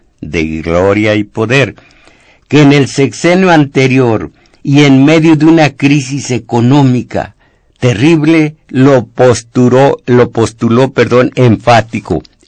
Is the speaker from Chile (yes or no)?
no; Mexico; Fíjense cómo somos mexicanos, tenemos que agregar films.